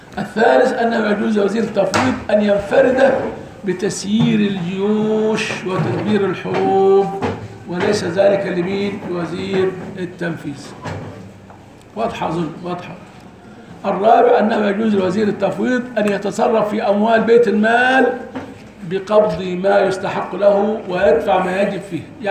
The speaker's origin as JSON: {"language": "Arabic", "country": "Egypt", "said": "لان احنا عندنا في مصر احيانا قد يولى"}